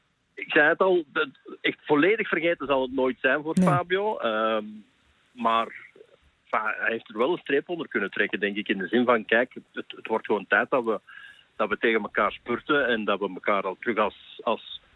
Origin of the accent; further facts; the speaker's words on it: Belgium; misschien ga ik dat als Belg ook wel anders bekijken dan de Nederlanders.